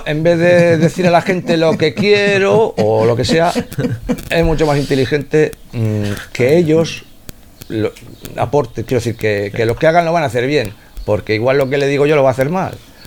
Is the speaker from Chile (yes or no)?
no; Bilbao, Basque Country, Spain; Yo no tengo pueblo, yo soy de Bilbao.